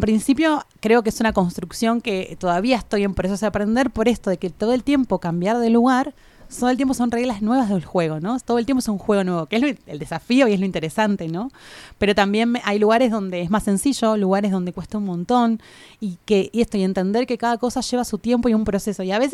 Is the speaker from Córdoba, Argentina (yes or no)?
no; Buenos Aires, Argentina; Yo soy maestra, era maestra de jardín del nivel inicial, allá en Buenos Aires, de donde vengo.